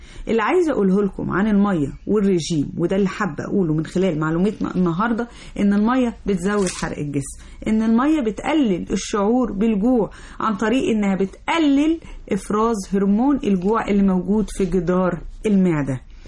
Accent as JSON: {"language": "Arabic", "country": "Egypt", "said": "اللي احنا كطبيعتنا كمصريين طول الوقت بنتعرض للتلوث"}